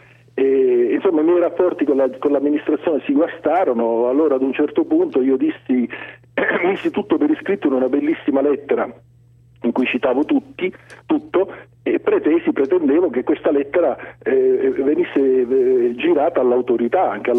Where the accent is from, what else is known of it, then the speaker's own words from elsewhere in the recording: Sicily, Italy; accent: Swedish; avrà capito che io sono siciliano, anche malgrado questo accento svedese.